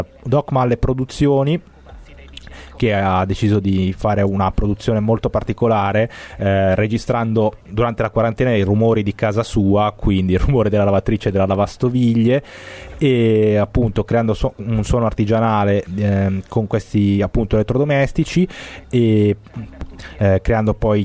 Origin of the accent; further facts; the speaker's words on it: Cesate, Lombardy, Italy; quindi quasi vicini di casa con me, che sono di Cesate.